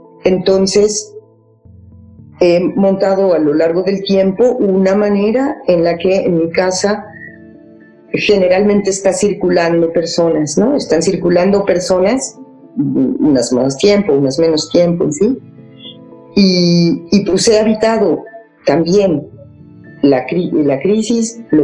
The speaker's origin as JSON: {"language": "Spanish", "country": "Mexico", "said": "Y sí siento que no hemos tenido capacidad como sociedad mexicana, como gremio"}